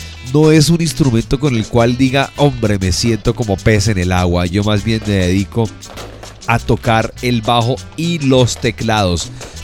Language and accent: Spanish; Colombia; Es un poquito de nuestra idiosincrasia como colombianos.